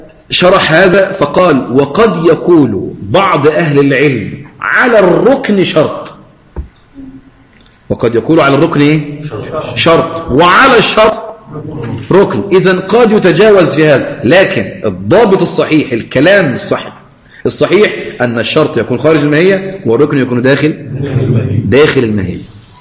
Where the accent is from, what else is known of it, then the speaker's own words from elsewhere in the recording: Egypt; عشان تضيف عندنا في مصر العزيزة